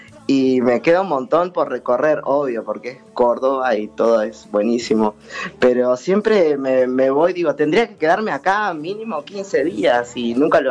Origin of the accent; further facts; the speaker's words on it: Tacuarembó, Uruguay; yo siempre hago nombres relacionados con Tacuarembó, que es de donde yo soy